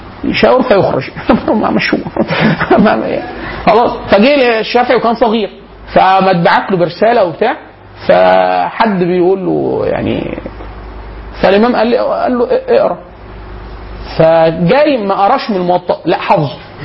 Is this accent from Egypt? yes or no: yes; Upper Egypt, Egypt; كانت عندنا في الصعيد